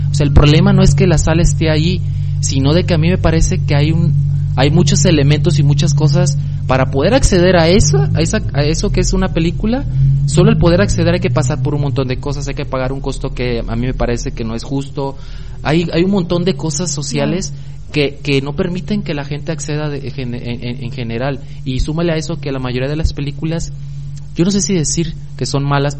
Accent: Armería, Colima, Mexico; en donde yo soy, de Armería, había un cine

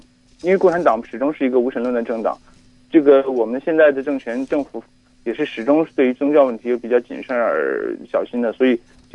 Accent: Hong Kong; 我来自香港。

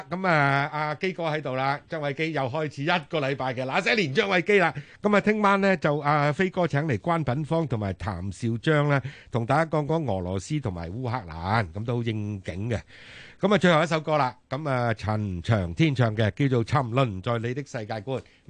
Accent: China

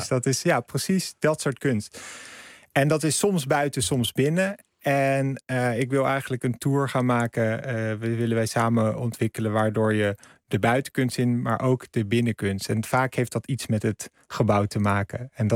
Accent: Amsterdam, North Holland, Netherlands; ik vind Rotterdam persoonlijk als Amsterdammer, die heeft misschien wel de gaafste kunst, vind ik.

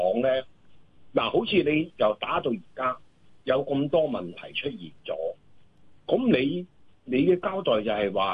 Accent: Hong Kong; 我係一個上年紀嘅人嚟嘅，咁我就香港土生土長嘅。

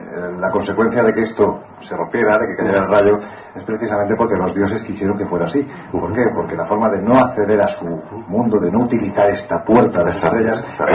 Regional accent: Jaén, Andalusia, Spain; en un yacimiento de mi tierra, de Jaén

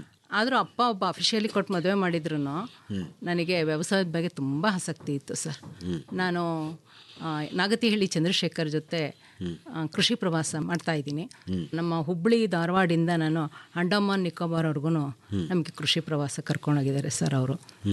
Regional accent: Bhadravati, Karnataka, India; born there; now in Arakere, India; ನಾನು ಹುಟ್ಟಿದ್ದು ಶಿವಮೊಗ್ಗ ಜಿಲ್ಲೆ ಭದ್ರಾವತಿಯಲ್ಲಿ. ನಾನು ಮದುವೆ ಆಗಿ ಬಂದಿದ್ದು ಅರಕೆರೆ ಗ್ರಾಮ, ಶ್ರೀರಂಗಪಟ್ಟಣ ತಾಲೂಕು ಅರಕೆರೆ ಗ್ರಾಮ.

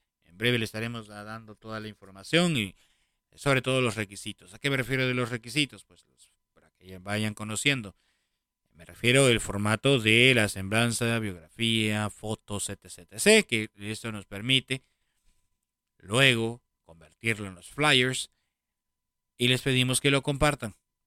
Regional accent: Peru; born there; donde yo nací, que es Perú

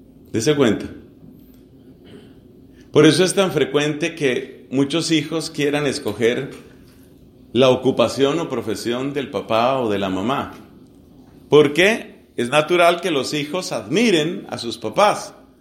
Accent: Colombia; Entonces hicieron una encuesta en mi país. Soy colombiano. Hicieron una encuesta en mi país

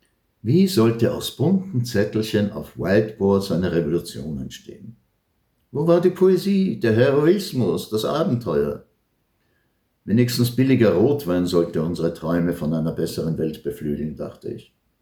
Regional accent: Palestine; now in Germany; Eigentlich wollte ich die alte Heimat sehen, aber krieg mal ein Visum für Israel als Palästinenser. Und wenn du 3-mal deutscher Staatsbürger bist.

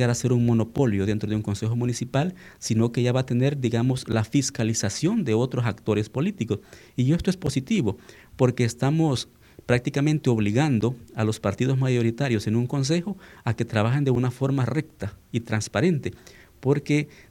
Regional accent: El Salvador; nosotros como salvadoreños hemos sido gobernados

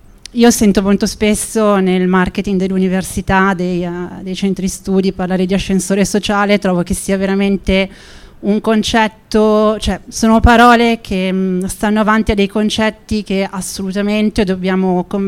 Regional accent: Alessandria, Piedmont, Italy; vengo da Alessandria, un territorio martoriato non solo per l'amianto ma anche per i PFAS.

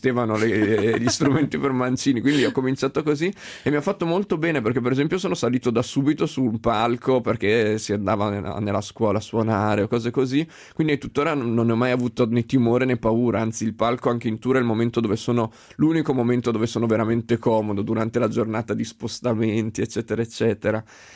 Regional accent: Emilia-Romagna, Italy; Poi io sono emiliano, devo dire che da quelle parti è davvero molto forte

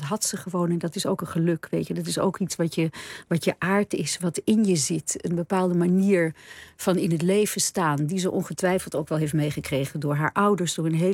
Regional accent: Nederhorst den Berg, North Holland, Netherlands; Ik ben een Nederlandse en ik ben ook een Bergs. Ik kom ook uit het dorp Nederhorst, weet je wel.

